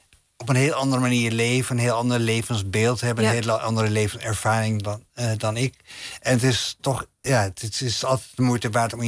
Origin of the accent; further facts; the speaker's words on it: Amsterdam, North Holland, Netherlands; En ik ging dan met mijn moeder twee keer per week naar de openbare bibliotheek bij ons in Nieuw-West, in Slotermeer, in Amsterdam.